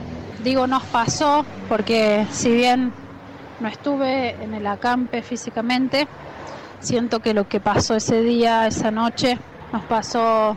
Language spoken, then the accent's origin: Spanish; Cosquín, Córdoba, Argentina; Soy de Cosquín y soy docente